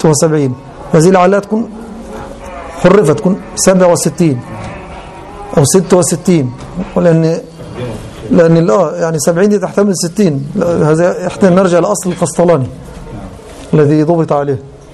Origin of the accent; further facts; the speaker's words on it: Egypt; كان عندنا في مصر الأصل اليوناني أولا